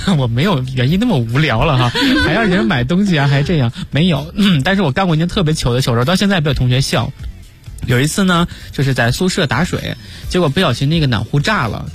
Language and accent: Chinese; northern China, China; 然后我是北方人嘛，我们家乡是、